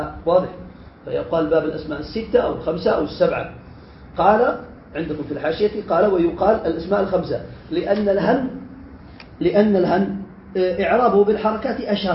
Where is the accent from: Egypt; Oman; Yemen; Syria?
Yemen; وما زال عندنا في اليمن يستخدمون